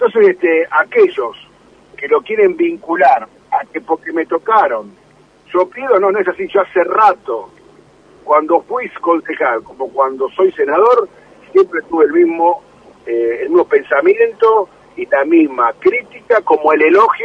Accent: Moreno, Buenos Aires Province, Argentina; No se olvide que yo soy nacido, criado en Moreno, mi familia lo mismo. Yo no soy un funcionario que vive alejado del distrito de Moreno

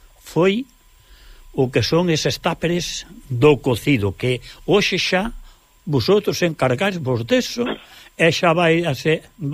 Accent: Galicia, Spain; now in Catalonia, Spain; Pode haber moitos cocidos, pero como galego, me parece a mí que hai poucos.

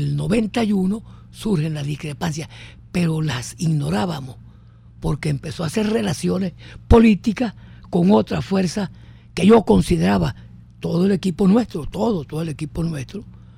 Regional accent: Falcón, Venezuela; Me inscribieron los que sabían de comunismo en mi pueblo, en Falcón.

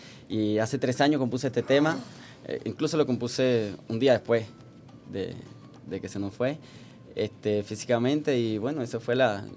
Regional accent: Bayamo, Granma, Cuba; De la ciudad de Bayamo. Un saludo a mi pueblo.

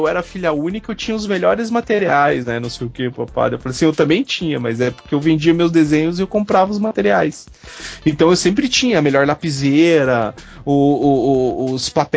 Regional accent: Curitiba, Paraná, Brazil; que eu sou nascido e criado em Curitiba, cara.

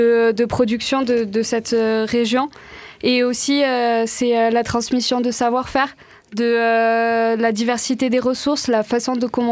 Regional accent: Nouvelle-Aquitaine, France; je viens du Béarn et pas du Pays Basque.

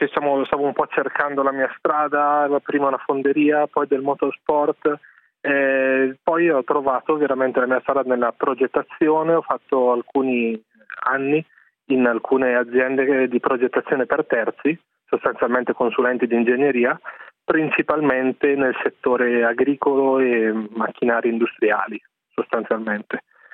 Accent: Desenzano del Garda, Lombardy, Italy; Da uno dei posti più belli d'Italia. Veniamo dal Lago di Garda.

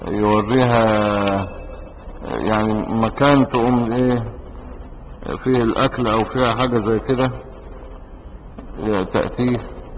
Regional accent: Egypt; احنا مش عرب، احنا مصريين

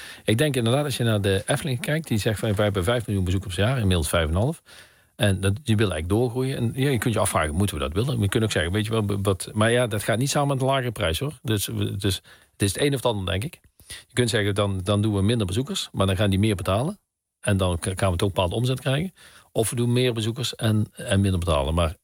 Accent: Veldhoven, North Brabant, Netherlands; Nee, ik kom uit Veldhoven, dat ligt in Brabant.

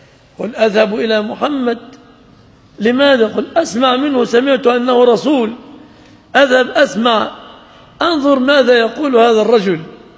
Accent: Egypt; ولعله ظهرت في بلادنا مصر أمور كهذه الأمور عما قريب

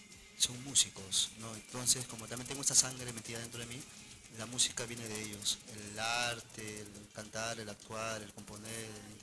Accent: La Perla, Callao, Peru; also born or lived in Bellavista; Bueno, desde niño en La Perla, de ahí cuando comencé con la música comencé a viajar, ¿no?

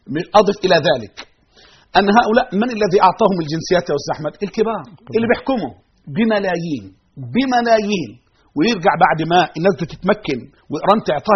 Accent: Egypt; أي فكر يحمل هذه الأمور لن نسمح به في بلدنا مصر، بل سنطهرها من أندرنهم وجنسهم

